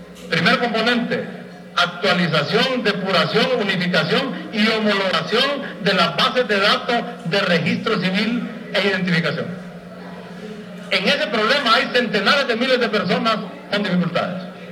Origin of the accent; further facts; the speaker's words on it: Honduras; y da pena como hondureño, desde el año 89 en el mapa de América solo dos países no tienen estadísticas vitales